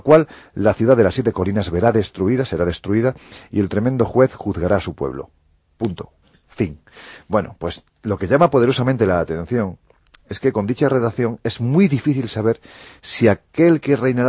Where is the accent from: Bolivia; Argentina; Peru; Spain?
Spain; Jaén, Andalusia; y yo que soy de Jaén lo sé perfectamente